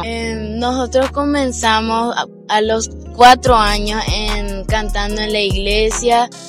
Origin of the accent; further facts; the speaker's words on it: Doctor Juan Eulogio Estigarribia, Caaguazú, Paraguay; Nosotros somos de Dr. Juan Eulogio Estigarribia, ex Campo 9